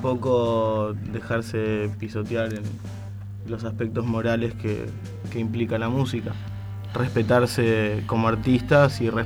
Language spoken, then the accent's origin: Spanish; Chile; also born or lived in Mar del Plata; now in Argentina; Soy de Chile, en realidad.